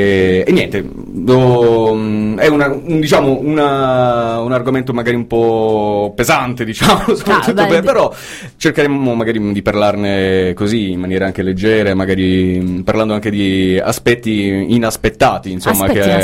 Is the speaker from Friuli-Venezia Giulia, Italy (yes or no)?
yes; Friuli-Venezia Giulia, Italy; also born or lived in Taormina; in realtà vengo da tanti posti, perché sono nato e cresciuto in Friuli Venezia Giulia, ho studiato a Catania, ho studiato a Roma, a Bologna, quindi insomma sono un italiano però che è assolutamente fiero delle sue origini siciliane